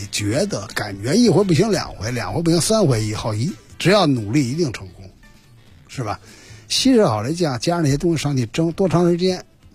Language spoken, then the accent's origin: Chinese; Beijing, China; 因为北京啊，我是北京人，